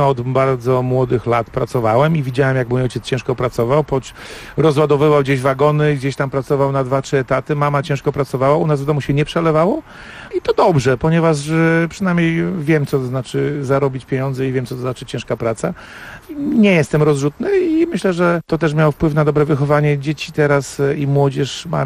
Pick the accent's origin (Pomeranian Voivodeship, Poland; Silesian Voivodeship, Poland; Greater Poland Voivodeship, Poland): Greater Poland Voivodeship, Poland; Wągrowiec; Tak, urodziłem się w Wągrowcu. To jest taka miejscowość w granicach 30 tysięcy mieszkańców.